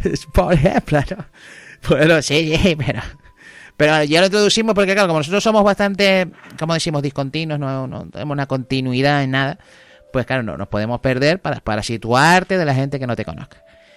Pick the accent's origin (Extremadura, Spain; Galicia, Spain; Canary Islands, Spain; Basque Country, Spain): Canary Islands, Spain; accent: Canarian; nosotros, siempre que somos canarios, pues, claro, las S pues no la pronunciamos tanto y por eso decimos más podcast, ¿no?